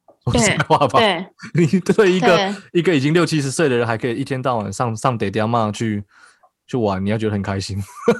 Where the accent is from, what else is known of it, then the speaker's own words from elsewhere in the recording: Taiwan; 或是像我们台湾人一样，就是自发性的有点算是半封城的情况好了